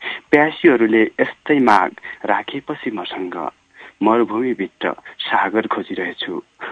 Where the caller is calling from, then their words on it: Darjeeling, West Bengal, India; म दार्जिलिङबाट